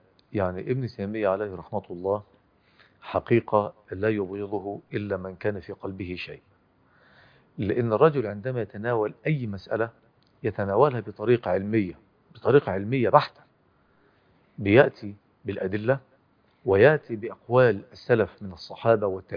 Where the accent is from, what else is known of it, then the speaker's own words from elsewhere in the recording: Egypt; من كبار المهتمين بالاصول وبالعلم الكلام في بلدنا مصر